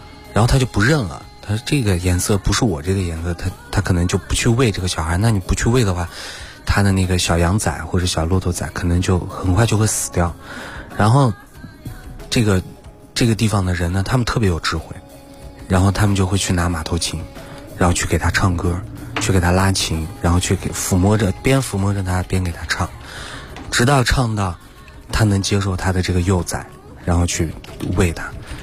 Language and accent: Chinese; Qinghai, China; 因为我就是你们知道我青海人嘛